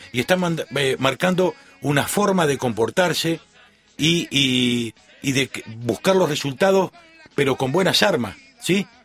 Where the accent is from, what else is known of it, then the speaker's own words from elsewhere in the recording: Uruguay; cuando digo nosotros, lo digo como uruguayo.